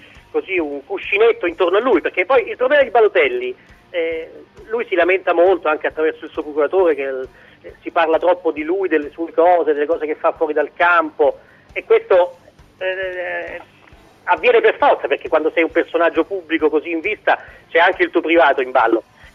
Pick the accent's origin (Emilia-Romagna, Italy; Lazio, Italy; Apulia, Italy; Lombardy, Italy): Lazio, Italy; Rome; Esatto, sì, sono romano anch'io, però insomma.